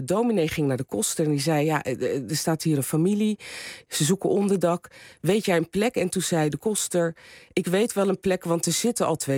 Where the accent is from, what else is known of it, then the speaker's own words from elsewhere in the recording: Rotterdam, South Holland, Netherlands; Ik ben opgegroeid in Rotterdam.